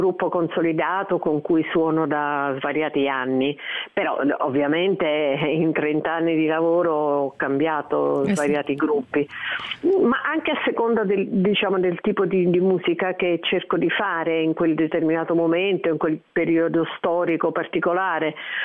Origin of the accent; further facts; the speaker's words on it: Naples, Campania, Italy; e in particolare anche più napoletano, visto che sono napoletana.